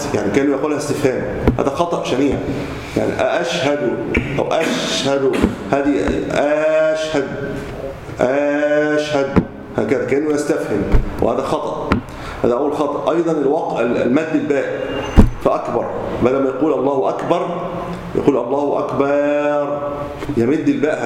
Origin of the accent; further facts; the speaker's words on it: Egypt; لذلك كثير من المساجد وليس عندنا في مصر